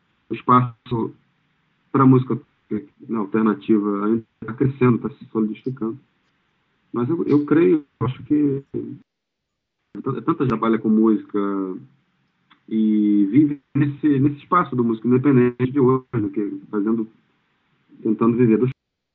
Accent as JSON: {"language": "Portuguese", "town": "Niterói", "region": "Rio de Janeiro", "country": "Brazil", "said": "Sou do Niterói"}